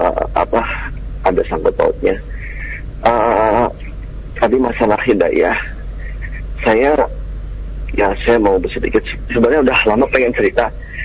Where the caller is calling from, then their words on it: Tangerang, Banten, Indonesia; Saya dari Tangerang.